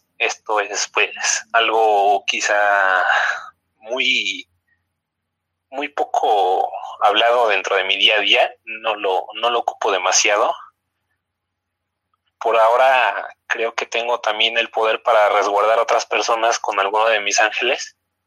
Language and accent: Spanish; Huixquilucan, State of Mexico, Mexico; De Huixquilucan, Estado de México.